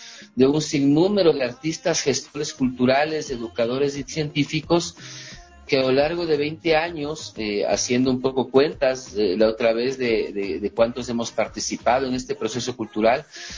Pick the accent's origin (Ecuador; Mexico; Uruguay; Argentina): Ecuador; hay una potencia de expresión cultural enorme en mi país y en América Latina, ¿no?